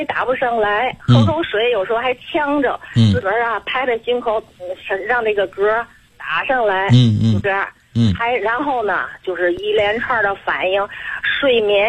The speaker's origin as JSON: {"language": "Chinese", "region": "Tianjin", "country": "China", "said": "我还没介绍我自己，我是天津的。"}